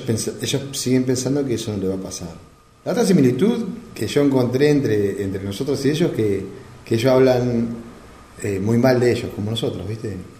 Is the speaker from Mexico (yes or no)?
no; Argentina; quizás superar los errores que también nosotros como argentinos hemos cometido, ¿no?